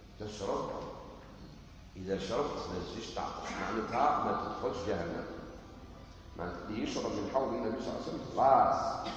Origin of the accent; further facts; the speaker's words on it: Algeria; يعني عندنا في الجزائر يستعمل كلمة الشيات،